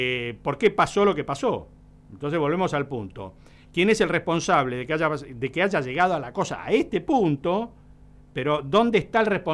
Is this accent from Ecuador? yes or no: no; Argentina; Y bueno, sí, somos todos argentinos.